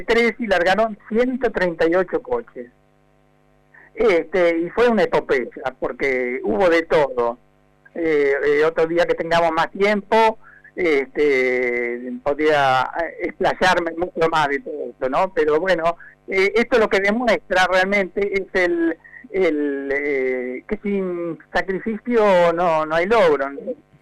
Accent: Cañuelas, Buenos Aires Province, Argentina; moved away as an adult; now in Buenos Aires, Argentina; Yo desde chico, yo soy de Cañuelas, no tenía oportunidad de jugar con autitos

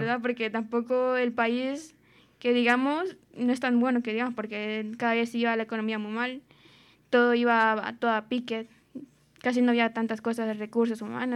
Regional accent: Honduras; Bueno, soy de Honduras

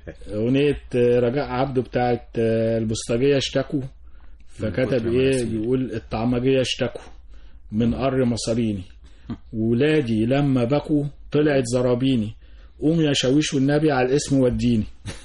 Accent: Cairo, Cairo Governorate, Egypt; كنا ساكنين وانا صغير في وسط البلد

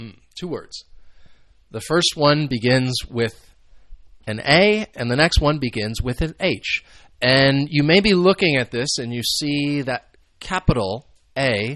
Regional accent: United States; And I'm sure American football is very popular in the United States, which is where I am from.

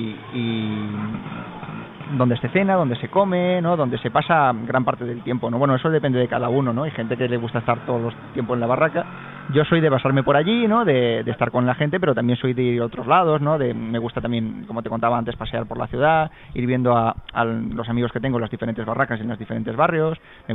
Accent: Alicante, Valencian Community, Spain; Porque yo como alicantino me sentía bastante avergonzado

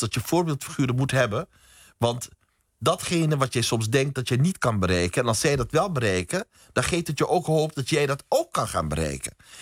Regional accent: Curaçao; Ik ben bijvoorbeeld opgegroeid op Curaçao. Mijn vader kwam uit Suriname.

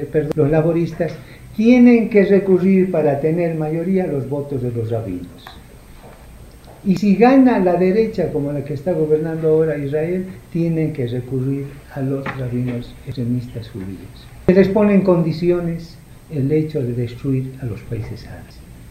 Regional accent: Tarija, Bolivia; llevando las coplas y las metáforas de mi tierra. Quiero comenzar a leerles lo que ya les adelantó mi compadre, así llamamos en Tarija

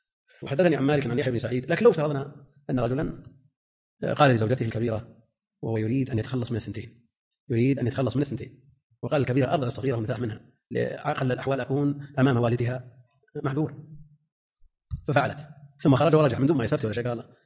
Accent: Najd, Saudi Arabia; يعني عندنا في نجد هذا الظاهر،

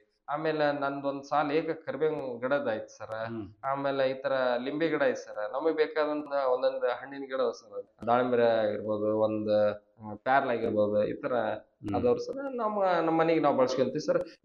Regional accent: Karnataka, India; ನಮ್ಮೂರು ಸರ್ ರಾಯಚೂರು ಜಿಲ್ಲೆ

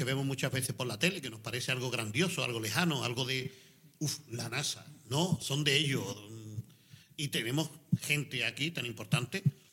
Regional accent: Cádiz, Andalusia, Spain; un orgullo como gaditano, como andaluz y como español

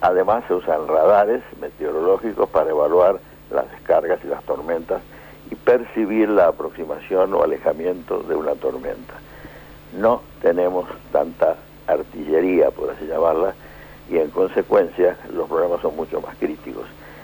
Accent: Argentina; Y yo tuve que decir una frase bastante dolorosa como argentino

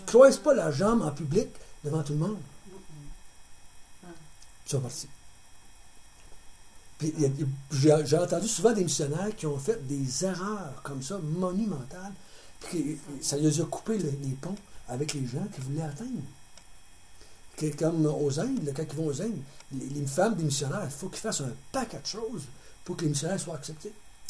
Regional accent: Quebec, Canada; Parce qu'on a parlé à des Québécois en tant que Québécois.

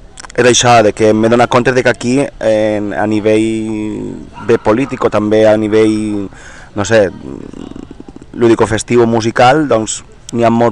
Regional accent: Albaida, Valencian Community, Spain; Jo quan vivia a València i tal, al poble, pues, soc d'Albaida

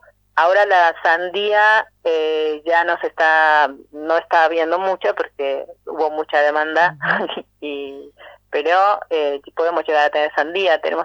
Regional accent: Mexico; now in Argentina; somos residentes argentinos, pero yo, por ejemplo, soy mexicana, ponemos esa impronta del sabor de donde venimos

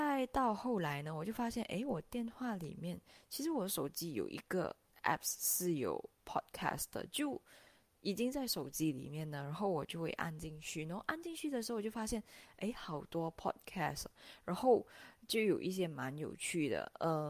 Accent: Malaysia; 然后我来自马来西亚。

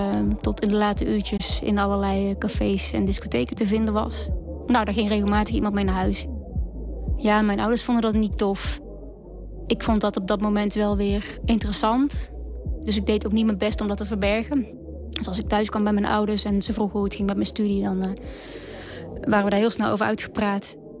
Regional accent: Oorschot, North Brabant, Netherlands; Ik kom uit Oorschot, dat is een dorpje in Brabant. Ik ben uiteindelijk gaan studeren in Nijmegen.

